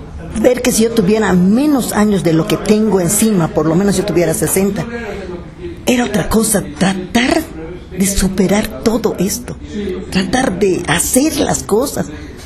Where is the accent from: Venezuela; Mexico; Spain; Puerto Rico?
Mexico; Itbalche, Campeche; yo soy de pueblo, soy de Itbalche, Campeche.